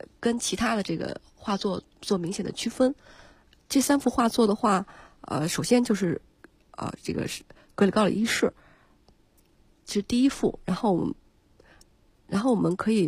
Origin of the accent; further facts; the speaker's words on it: China; 他们像我们中国人一样也对家族这个延续传宗接代生男孩这种的也非常看重的